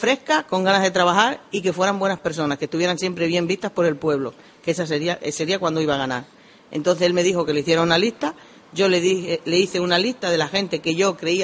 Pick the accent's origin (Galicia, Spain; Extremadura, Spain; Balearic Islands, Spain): Extremadura, Spain; Granadilla; Yo soy del norte de Extremadura, hijo de Granadilla, Pantano de Gravil y Galán, a 30 kilómetros de Plasencia, pegando con las Urdes, Jerte y la zona del Ambró. En mi tierra, pues es de cultivo.